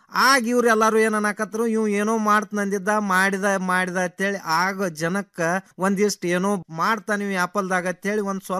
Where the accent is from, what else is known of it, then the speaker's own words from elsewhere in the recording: Maheshwadgi, Karnataka, India; now in Kulali, India; ನಾವು ಮೂಲತಃ ಅತ್ನಿ ತಾಲೂಕ ಮಹೇಶ್ವಾಡಿಗೆ ಅವ್ರ ರೀ. ಮುಂದ ಇಲ್ಲಿ ಬಾಗಲಕೋಟೆ ಜಿಲ್ಲೆ ಮುಧೋಳ ತಾಲೂಕ ಕುಳಲಿ ಒಳಗ 15 ವರ್ಷದಿಂದ ಒಂದ್ ಸ್ವಲ್ಪ ಜಮೀನ್ ತಗೊಂಡಿದ್ದೀವಿ ರೀ.